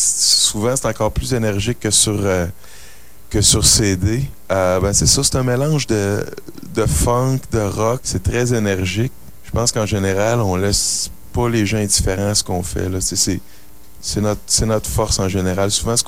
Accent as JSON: {"language": "French", "town": "Montreal", "region": "Quebec", "country": "Canada", "said": "peut-être aussi parce que c'est plus exotique, on vient de Montréal, tu sais, puis la ville de Montréal a une bonne réputation"}